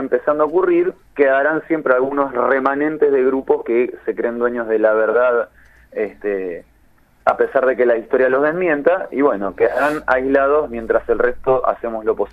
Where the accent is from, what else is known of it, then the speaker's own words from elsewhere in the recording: Bahía Blanca, Buenos Aires Province, Argentina; Yo soy de Bahía Blanca. En Bahía Blanca nos quedamos sin abastecimiento de agua.